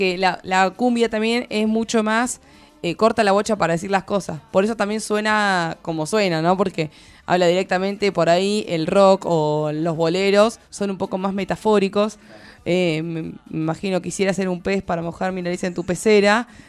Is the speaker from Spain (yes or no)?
yes; Spain; Yo soy española